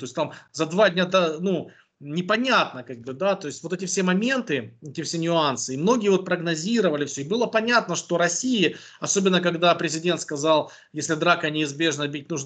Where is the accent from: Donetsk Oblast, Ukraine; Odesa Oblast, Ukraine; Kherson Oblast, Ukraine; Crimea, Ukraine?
Donetsk Oblast, Ukraine; я индеец из ДНР, хоть при должности